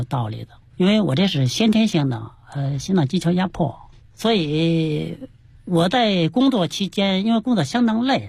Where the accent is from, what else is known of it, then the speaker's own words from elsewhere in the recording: Changping, Beijing, China; 对，就是昌平土生土长